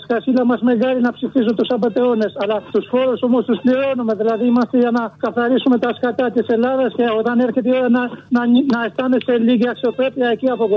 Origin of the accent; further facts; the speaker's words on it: Albania; now in Greece; Από την Αλβανία.